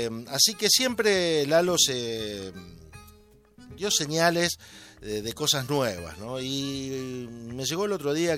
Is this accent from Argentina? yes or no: yes; Argentina; now in Barcelona, Spain; sobre todo los argentinos de mi edad.